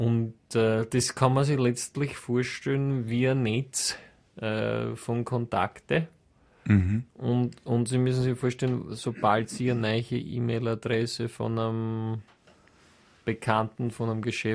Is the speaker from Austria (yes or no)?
yes; Austria; wir da als Österreicher